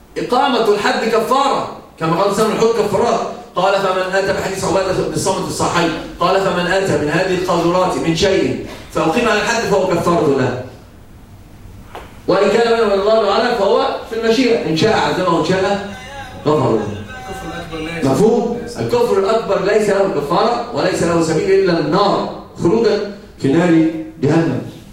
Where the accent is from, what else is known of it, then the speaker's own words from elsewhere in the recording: Egypt; عندنا في مصر مثل يقال